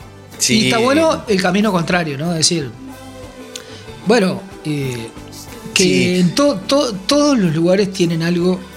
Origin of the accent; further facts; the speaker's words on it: Uruguay; Uruguay, between Argentina y Brasil y toda la cuestión. Y entonces me preguntó, ¿y ustedes qué hablan? Y dice, no, hablamos español, le dijo, claro, algo así.